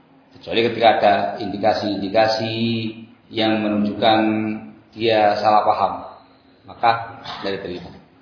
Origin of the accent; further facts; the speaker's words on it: East Java, Indonesia; Saya susah ngomong bahasa Sunda, Pak, karena saya asli Jawa Timur.